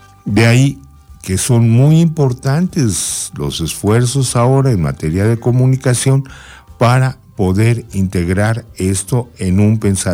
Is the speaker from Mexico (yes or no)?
yes; Mexico; corresponde obviamente a la federación salvaguardar que sigamos siendo mexicanos.